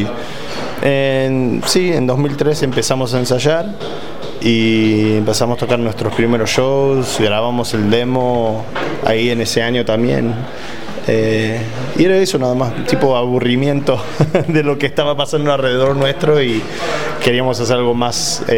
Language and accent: Spanish; Argentina; accent: mixed with English, Mexican and Guatemalan; now in California, United States; yo cuando voy a Argentina me dicen, pero no, medio que tenés acento diferente, y sí, porque vivo en California, viste, tengo el acento mezclado con el inglés, con el mexicano, con el guatemalteco, con lo que sea, es obvio.